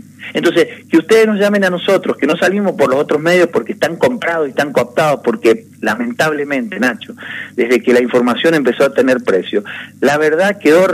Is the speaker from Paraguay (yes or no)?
no; San Carlos, Argentina; En San Carlos, mi pueblo, tenemos 17.000 hectáreas que no se usan.